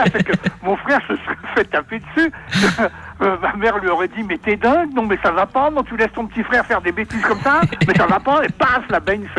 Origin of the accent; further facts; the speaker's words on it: Paris, Île-de-France, France; born there; Mes parents habitaient là, et voilà. Et je suis né donc à Paris à la fin de la guerre.